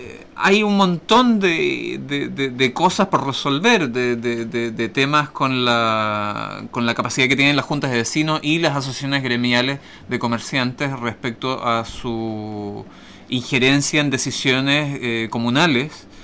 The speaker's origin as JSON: {"language": "Spanish", "town": "Osorno", "region": "Los Lagos", "country": "Chile", "tie": "born or raised there", "said": "Yo soy de Osorno, nacido y criado en las tierras de los quesos y la leche."}